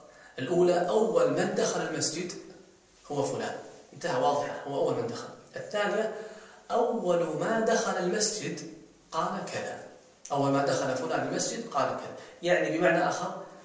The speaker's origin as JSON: {"language": "Arabic", "country": "Saudi Arabia", "said": "في الخليج مثلا عندنا في السعودية"}